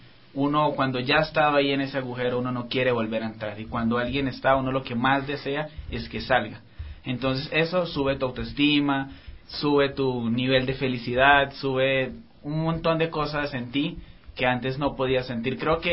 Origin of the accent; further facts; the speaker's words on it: Colombia; Bueno, yo soy de Colombia, sí, tengo 22 años